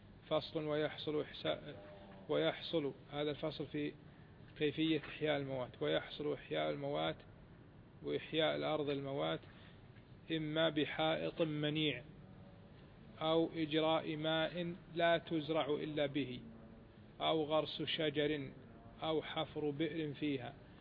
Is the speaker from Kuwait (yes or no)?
yes; Kuwait; الآن صار معروف حتى عندنا في الكويت